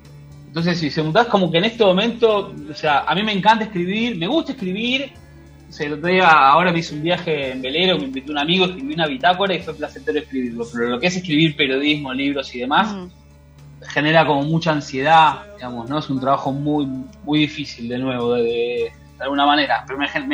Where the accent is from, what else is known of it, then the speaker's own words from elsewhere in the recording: Argentina; born there; Nací en Argentina